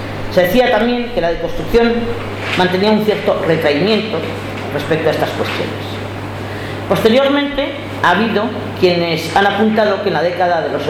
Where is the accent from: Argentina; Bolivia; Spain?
Spain; vengo del Estado español